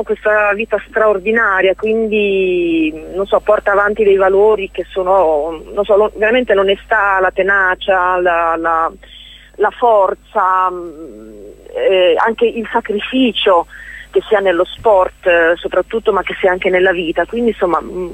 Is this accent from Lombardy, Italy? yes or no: no; Emilia-Romagna, Italy; io sono romagnola